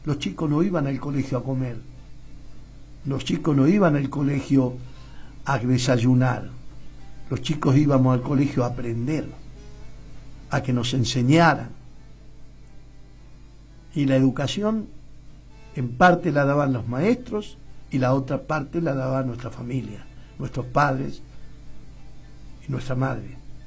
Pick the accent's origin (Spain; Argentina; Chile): Argentina; ¿Somos o no somos pelotudos los argentinos?